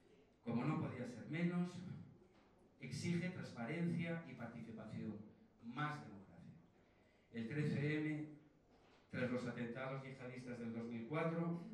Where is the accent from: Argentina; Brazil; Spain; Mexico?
Spain; Viveiro, Galicia; born there; Viveiro, el pueblo donde yo nací, allí hicieron una clínica privada